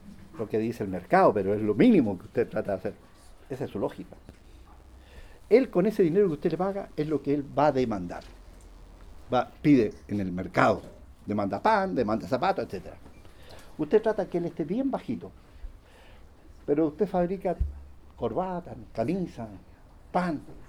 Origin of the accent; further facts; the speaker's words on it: Chile; Yo me quedé como buen chileno, me dije, esta señora